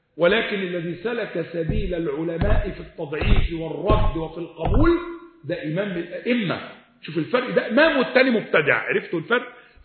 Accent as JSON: {"language": "Arabic", "country": "Egypt", "said": "الإمام الليث ابن سعد اللي هو عندنا في مصر،"}